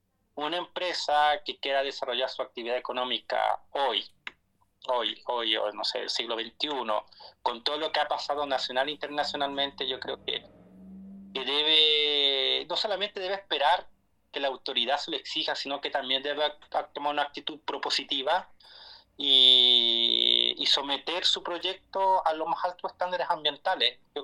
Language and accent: Spanish; Arica y Parinacota, Chile; Que nos preocupemos como ariqueños, parinacotenses, como chilenos del país